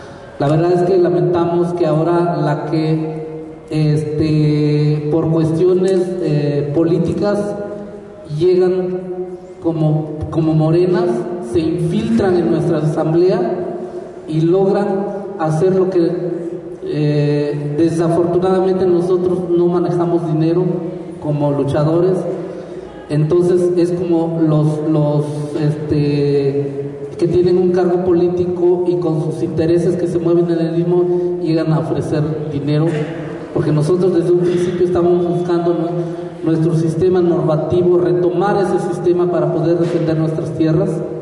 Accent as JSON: {"language": "Spanish", "town": "San Dionisio del Mar", "region": "Oaxaca", "country": "Mexico", "said": "soy comunero de San Dionisio del Mar."}